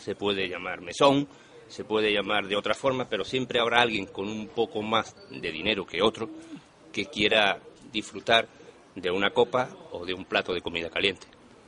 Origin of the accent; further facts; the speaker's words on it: Jerez de la Frontera, Andalusia, Spain; born there; now in Playa Blanca, Spain; yo nací en Jerez de la Frontera, Cádiz.